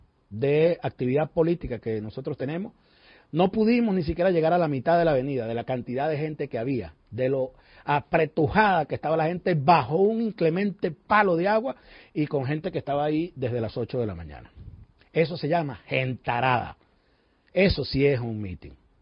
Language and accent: Spanish; Venezuela; con mucho dolor para nosotros que somos venezolanos como ellos